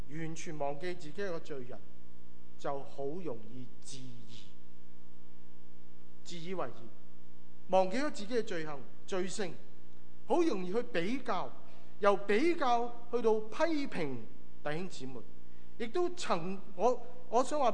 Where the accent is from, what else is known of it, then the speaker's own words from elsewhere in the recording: Guangdong, China; 我们广东人中国人说